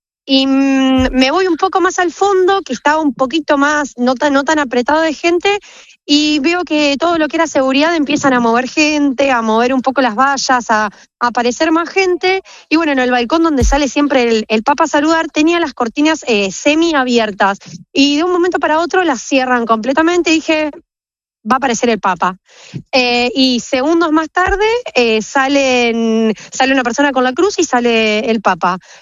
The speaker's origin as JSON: {"language": "Spanish", "country": "Argentina", "said": "Soy argentina"}